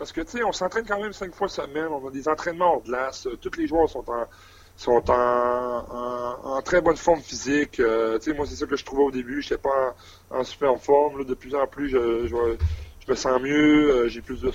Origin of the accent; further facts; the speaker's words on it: Quebec, Canada; accent: Lac Saint-Jean; Non, j'ai encore mon accent.